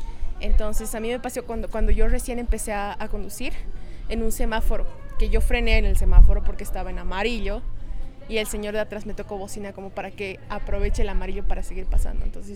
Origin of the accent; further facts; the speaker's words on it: La Paz, Bolivia; now in Cochabamba, Bolivia; tengo 22 años, soy de La Paz, Bolivia, pero vivo en Cochabamba.